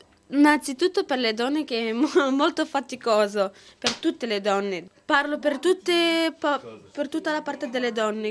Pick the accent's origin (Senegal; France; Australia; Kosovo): Kosovo; Dal Kosovo.